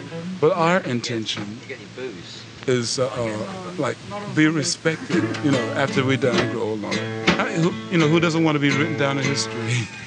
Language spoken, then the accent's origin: English; United States; And like I said before, man, I'm from America, you know.